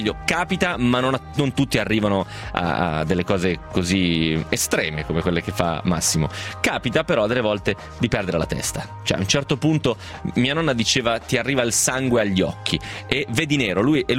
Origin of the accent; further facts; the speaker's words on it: Rome, Lazio, Italy; ho 80 anni e vengo da Roma.